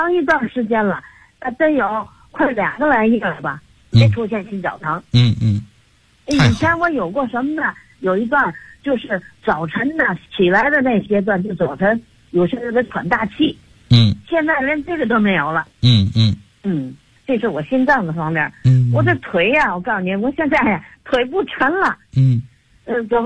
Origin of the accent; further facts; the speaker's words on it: Tianjin, China; 我是天津的